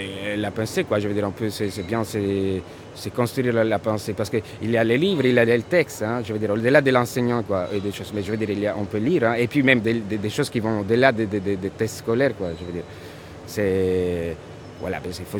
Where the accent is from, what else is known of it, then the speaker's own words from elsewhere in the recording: Calabria, Italy; French is a second language; moved away as an adult; also born or lived in Rome; Je suis né en Calabre, j'ai vécu en Calabre. Puis j'étais à Rome, j'ai vécu à Rome 10 ans, mais à Rome, j'étais toujours les Calabrais.